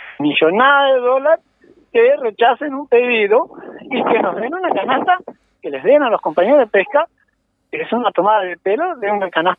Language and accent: Spanish; San Gregorio, Tacuarembó, Uruguay; pesqué toda una vida en San Gregorio y me crié en la Costa del Agua, tomaba el agua del río